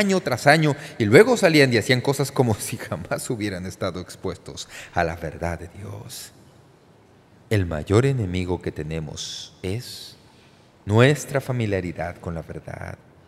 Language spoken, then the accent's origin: Spanish; United States; Muchos de nosotros que nacimos y crecimos en los Estados Unidos de América, nos criamos en hogares cristianos